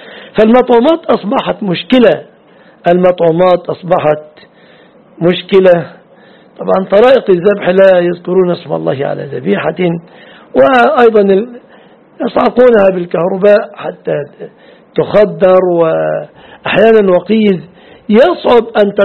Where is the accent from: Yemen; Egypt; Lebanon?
Egypt; Mansoura, Dakahlia; أنت في مصر هنا الحمد لله نذهب من بلادنا المنصورة للقيرة